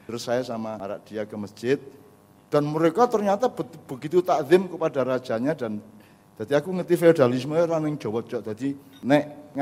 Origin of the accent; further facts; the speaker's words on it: Tinambung, West Sulawesi, Indonesia; Pusatnya di Tinambung lah. Saya adalah orang Tinambung itu.